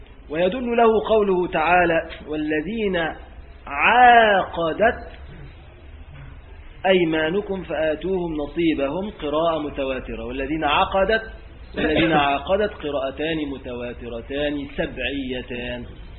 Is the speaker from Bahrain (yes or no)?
no; Egypt; في بلادنا موجود للأسف، يعني في بلادنا مصر يعني،